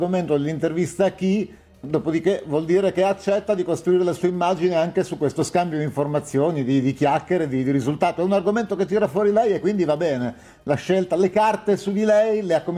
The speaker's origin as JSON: {"language": "Italian", "town": "Bologna", "region": "Emilia-Romagna", "country": "Italy", "said": "io sono di Bologna"}